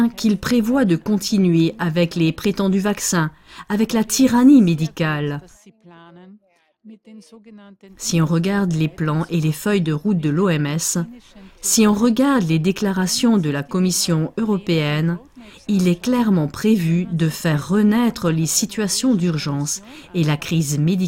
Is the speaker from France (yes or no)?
no; Hungary; French is a second language; Je viens de Hongrie